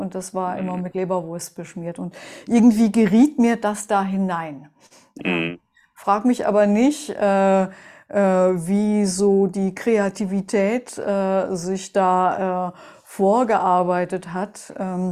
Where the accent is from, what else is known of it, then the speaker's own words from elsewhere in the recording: Melle, Lower Saxony, Germany; Ich bin ja aufgewachsen in Melle, das ist so eine Kleinstadt zwischen Wiehengebirge und Teutoburger Wald und 25 Kilometer entfernt liegt Osnabrück.